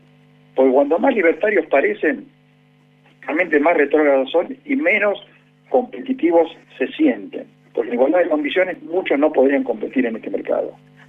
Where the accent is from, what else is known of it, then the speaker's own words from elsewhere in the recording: Argentina; que somos los habitantes de la Argentina